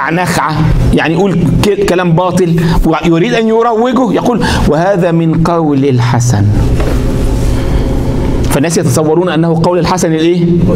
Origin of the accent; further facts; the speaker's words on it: Egypt; زي عندنا مرة الكلام ده في الثمانينات، عندنا في مصر